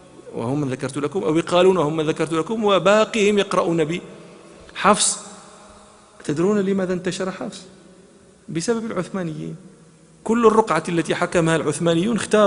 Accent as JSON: {"language": "Arabic", "country": "Morocco", "said": "حتى لا نتهم بأننا ننسب الفضائل أنا مغربي"}